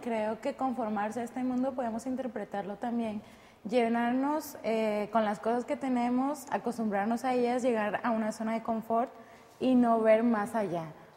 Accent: Chiapas, Mexico; estudio la carrera de medicina y soy del bello estado de Chiapas.

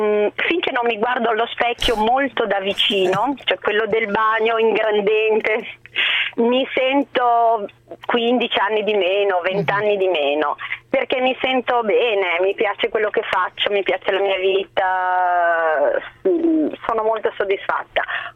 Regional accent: Mantua, Lombardy, Italy; visto che sono di Mantova, quindi noi abbiamo le nutrie

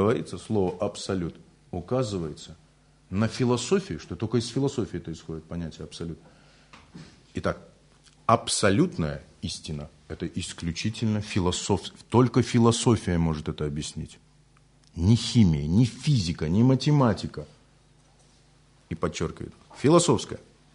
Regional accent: Buryatia, Russia; Я говорю, ну, я же бурят там

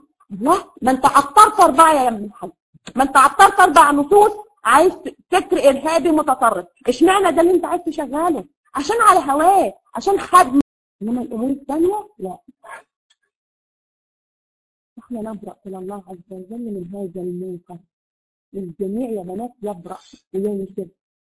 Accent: Egypt; زي ما بيقولوا عندنا في مصر كده الممنوعات

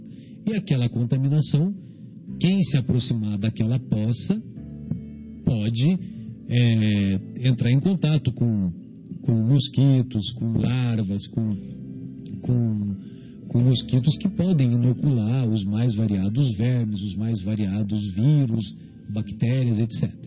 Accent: São Paulo, Brazil; Que eu sou paulista

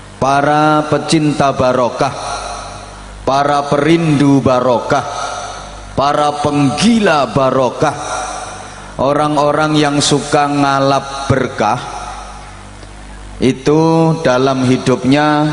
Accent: Bojonegoro, East Java, Indonesia; Kalau dalam bahasa daerah saya, Bojonegoro mriko dipun wastani to be excellent.

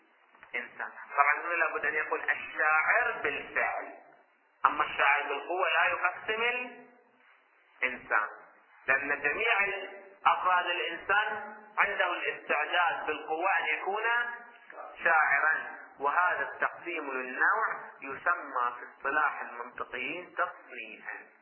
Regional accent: Hejaz, Saudi Arabia; نذكر الأسماء اللي عندنا في الحجاز

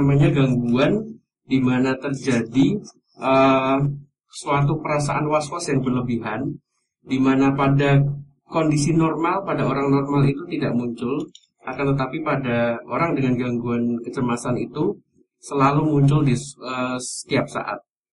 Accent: Pekalongan, Central Java, Indonesia; now in Yogyakarta, Indonesia; Saya asli Pekalongan, mas.

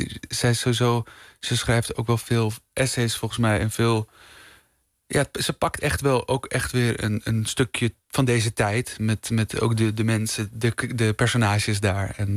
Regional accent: Amsterdam, North Holland, Netherlands; born there; Ja, ik ben geboren in Amsterdam

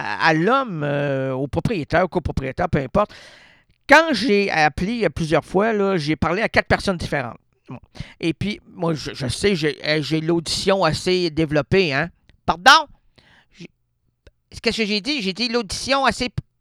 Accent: Quebec, Canada; Non, on est français au Québec, là. On est francophone au Québec.

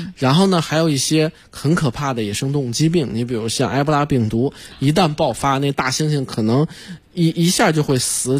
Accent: China; 那是我们中国人我们中国老百姓也好啊

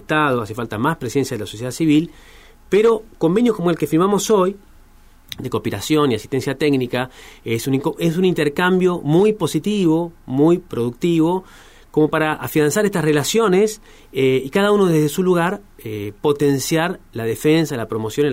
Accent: Chubut, Argentina; En este caso, yo soy de Chubut, me tocó ser el presidente en este caso

